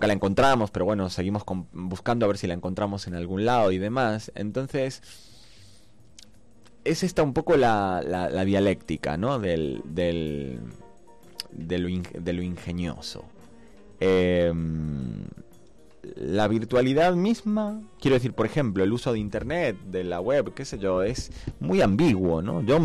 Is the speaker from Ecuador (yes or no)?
no; Argentina; Soy argentino